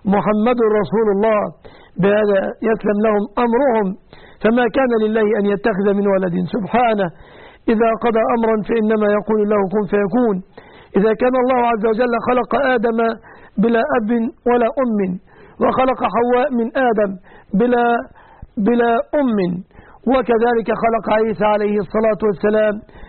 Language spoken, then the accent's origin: Arabic; Egypt; وأسأل الله أن يحفظ بلادنا مصر آمنة مطمئنة